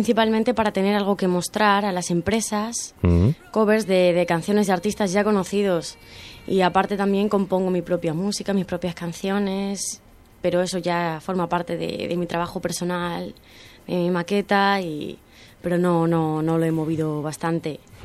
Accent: Ávila, Castile and León, Spain; now in Ibiza, Spain

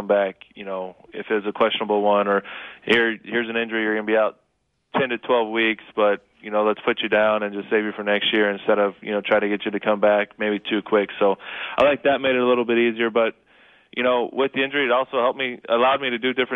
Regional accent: Kansas, United States; born or raised there

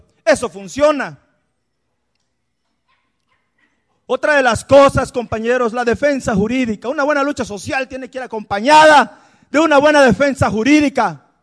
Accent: Guerrero, Mexico; van a saber que venimos de Guerrero

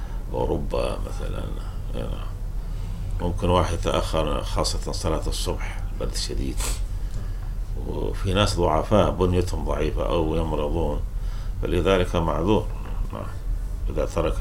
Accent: Kuwait; عندنا في الكويت العصر أشد من الظهر

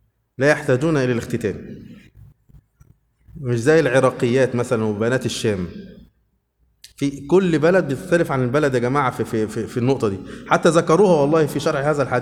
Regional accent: Suez, Suez Governorate, Egypt; born there; also born or lived in Upper Egypt; انا مواليد في السويس، لكن هناك في الصعيد عملوا مولد انا وولاد خالتي

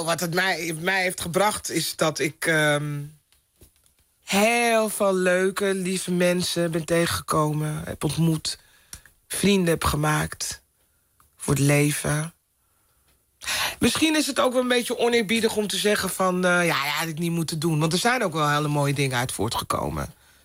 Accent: Amsterdam, North Holland, Netherlands; In Amsterdam. Ik ben opgegroeid in Amsterdam-Zuid.

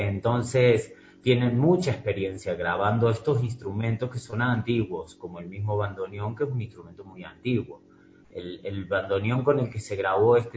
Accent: Córdoba, Argentina; Los tres músicos que interpretamos somos argentinos. Y no de Buenos Aires solamente, sino de distintas provincias. Yo soy de Córdoba

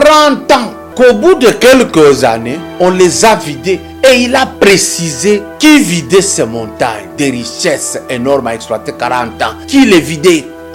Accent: Katanga, DR Congo; Nous, on a grandi au Grand Katanga.

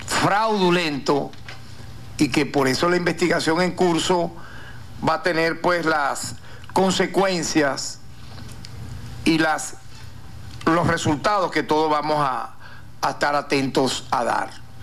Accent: Venezuela; En tal sentido, nosotros como venezolanos, de cualquier, yo diría, tendencia política, ideológica, tenemos que recordar

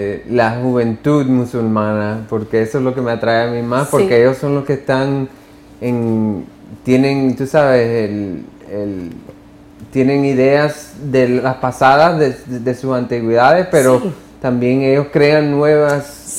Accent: United States; Spanish is a second language; Pero como yo soy americano, yo soy tan... me gusta cambiar y ser, tú sabes

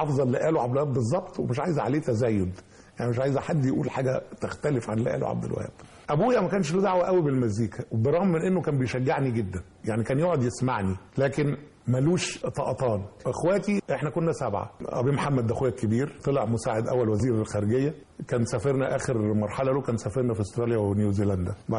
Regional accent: Samalut, Minya Governorate, Egypt; أنا صعيدي، أنا من صمالوط في المنيا، صمالوط جنب المنيا بينها 25 كيلو شمال المنيا يعني. أنا من إخواتي الوحيد اللي اتولد هناك. الخمس سنين الأولى من حياتي كان أكثر الوقت كنا في صمالوط، كانت العيلة كلها في صمالوط.

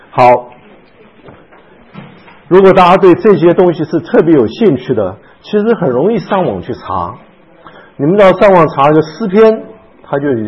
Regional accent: China; 这个诗跟我们中国人诗不太一样

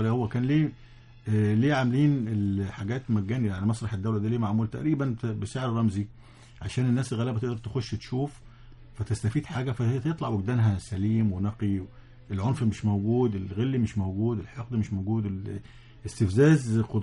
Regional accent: Egypt; في تونس كنا بنمشي يعني العيال الصغيرين يعرفوا ان احنا مصريين،

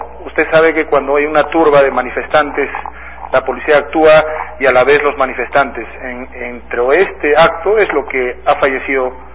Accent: Andahuaylas, Apurímac, Peru; yo suplico por mi pueblo, por Talavera, por Andahuaylas

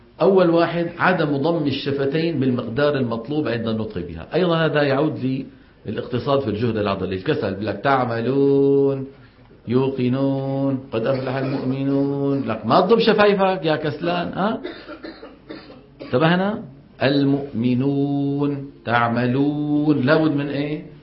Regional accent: Saudi Arabia; هذه مصيبة كمان ما انتشرها، هي عندنا بالسعودية مليانة

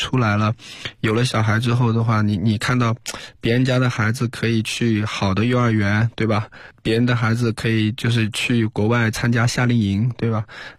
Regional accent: China

